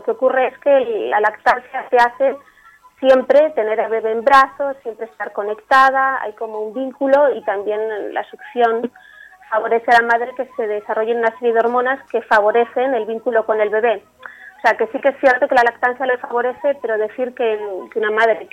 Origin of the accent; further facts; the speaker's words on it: Pamplona, Navarre, Spain; Pues justo estoy en unos días pasando con mi familia y soy de Navarra, de Pamplona.